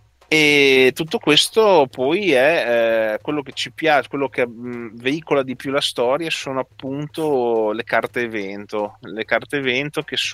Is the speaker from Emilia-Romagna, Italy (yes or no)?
yes; Modena, Emilia-Romagna, Italy; Io da modenese